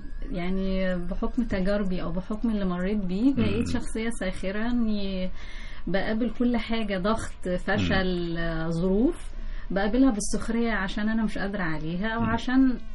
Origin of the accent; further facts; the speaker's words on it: Egypt; also born or lived in Gulf; شم النسيم أنا كنت وأنا صغيرة في الخليج، فكان دايما إحنا المصريين طبعا مشهورين قوي بأكلاتنا